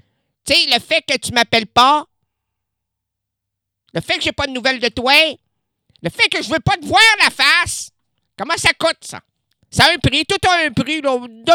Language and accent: French; Quebec City, Quebec, Canada; born there; moi, je suis né à Québec.